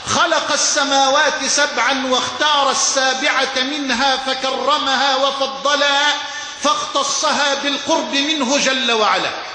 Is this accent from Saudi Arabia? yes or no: no; Dakahlia, Egypt; وأن يبارك أهل بلدتي وقرية الطيبة جموه الذي شاء الله لها أن تشرف وتكرم في أنحاء الأرض بفضله سبحانه